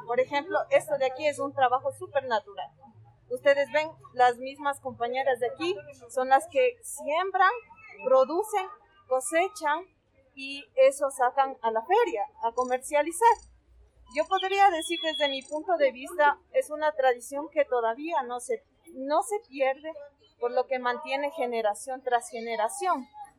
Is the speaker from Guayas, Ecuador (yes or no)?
no; Nayón, Pichincha, Ecuador; Al momento que nosotros cultivamos, sembramos plantas, porque somos de Nayón